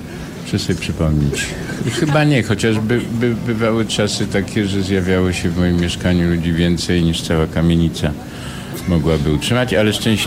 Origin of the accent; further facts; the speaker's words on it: Nowy Sącz, Lesser Poland, Poland; No tak, Łemkoszczyzna, Nowy Sącz, Sądeckie. Mhm. Jestem góralem niskopiennym. Spędziłem tam, jak się ostatnio okazało, chyba 7 lat w sumie pierwszych, więc ważnych.